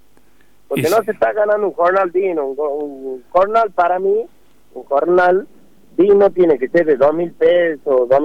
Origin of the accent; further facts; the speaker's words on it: Alberdi, Tucumán, Argentina; Yo soy del pueblo de Alberdi